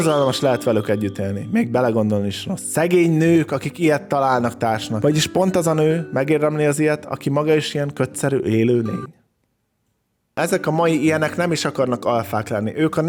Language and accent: Hungarian; Hungary; Én amúgy vidékről származom, úgyhogy ezt mindig azt hiszik, hogy belpesti vagyok, de vidéki vagyok.